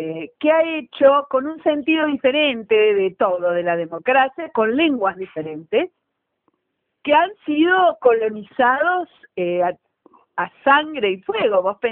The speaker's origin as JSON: {"language": "Spanish", "country": "Argentina", "said": "yo soy argentina y soy vasca también, ¿no? Así que soy vasca y, por supuesto, formo parte del movimiento independentista de la diáspora vasca en la Argentina"}